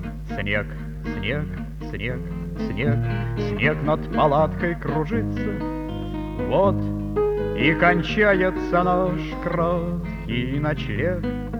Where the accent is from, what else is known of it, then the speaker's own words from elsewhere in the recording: Leningrad, Saint Petersburg, Russia; moved away as an adult; now in Moscow, Russia; Я ленинградец, родился и прожил 40 лет жизни в этом городе. Сейчас вот я живу и работаю в Москве